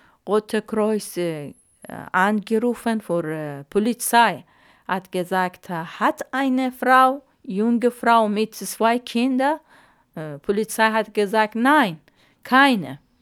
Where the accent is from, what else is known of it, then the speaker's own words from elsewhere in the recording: Iran; German is a second language; now in Germany; Ja, ich kann nicht Iran zurück, weil für mich sehr, sehr schwer, gefährlich.